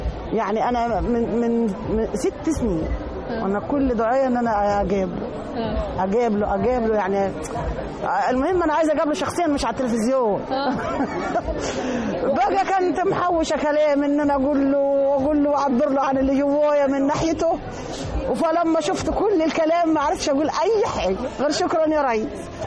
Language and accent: Arabic; Sohag, Sohag Governorate, Egypt